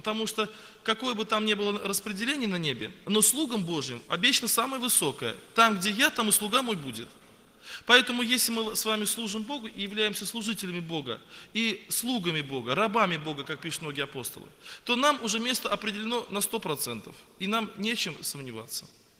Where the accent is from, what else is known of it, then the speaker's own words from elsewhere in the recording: Yeysk, Krasnodar Krai, Russia; Я сам из Краснодарского края, город Ейск, на берегу Азовского моря, есть такой небольшой городок. У меня пятеро детей, мне 34 года.